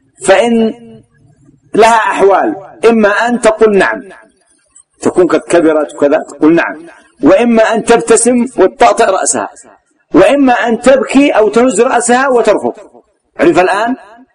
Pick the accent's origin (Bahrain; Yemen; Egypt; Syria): Yemen; عندنا في اليمن عيب، عيب ومصيبة أن تأتي تخطب المرأة من نفسها